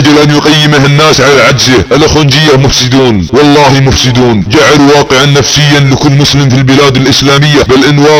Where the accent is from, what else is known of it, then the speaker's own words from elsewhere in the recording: Saudi Arabia; تنتظر اي فاجعة اليمة على بلادنا السعودية